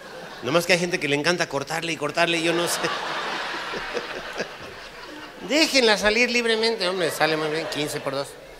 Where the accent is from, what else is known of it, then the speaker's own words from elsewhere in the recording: Mexico; oiga, doctora, fíjese que yo soy de México y no sé qué.